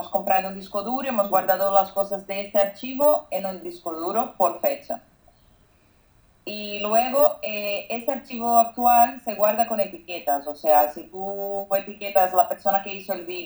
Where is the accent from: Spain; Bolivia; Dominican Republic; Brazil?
Brazil; Spanish is a second language; Perdona por mi castellano, es que soy brasileña, entonces me cuesta